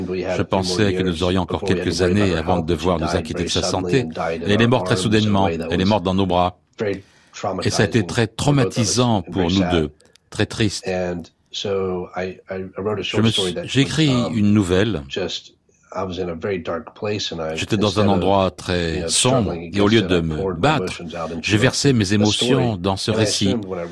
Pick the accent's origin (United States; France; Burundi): United States; North Carolina; à aller dans des endroits dont j'avais entendu parler quand j'étais enfant en Caroline du Nord